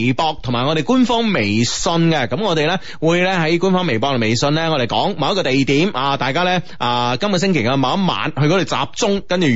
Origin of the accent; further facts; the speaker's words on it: Guangdong, China; 我哋广东人都应该有一出我哋广东电影啦，系咪先？